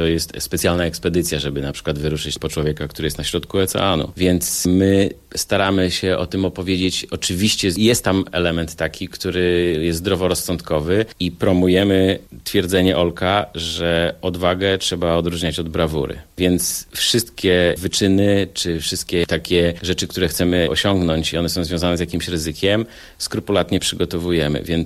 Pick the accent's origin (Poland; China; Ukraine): Poland; West Pomeranian Voivodeship; Ja jestem z Pomorza Zachodniego